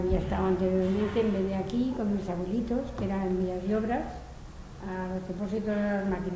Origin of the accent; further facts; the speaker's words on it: Badalona, Catalonia, Spain; born there; Yo nací en Badalona, en la clínica del Carmen